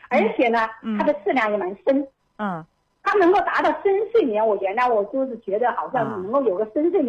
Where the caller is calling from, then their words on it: Wuhan, Hubei, China; 我是武汉